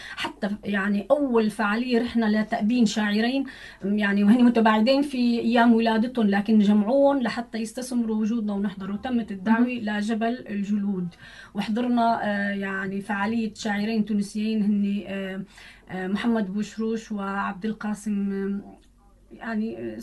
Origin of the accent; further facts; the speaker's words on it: Syria; بيسالك من وين؟ ما انا من سوريا